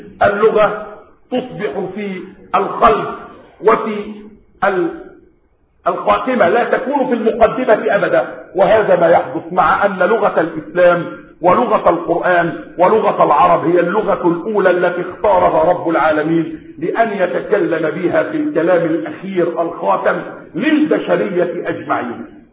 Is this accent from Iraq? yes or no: no; Egypt; يعني بلدكم مصر هذه لم تكن تتكلم باللغة العربية، بلادنا مصر لم تكن تتكلم باللغة العربية